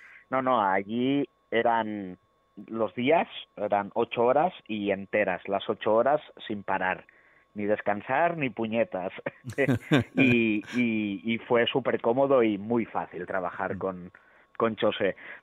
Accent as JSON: {"language": "Spanish", "town": "Lleida", "region": "Catalonia", "country": "Spain", "said": "somos de Lleida y estamos dispuestos a ir a tocar a donde sea."}